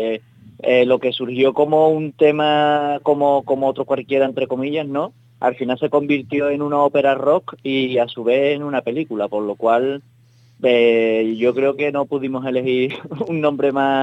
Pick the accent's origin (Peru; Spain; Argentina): Spain; Utrera, Andalusia; La banda la fundé yo en 2007 en mi pueblo, en Utrera.